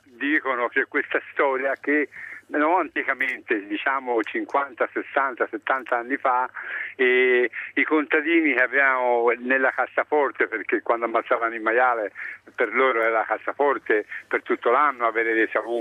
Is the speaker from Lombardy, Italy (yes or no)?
no; Greve in Chianti, Tuscany, Italy; Io sono di Greve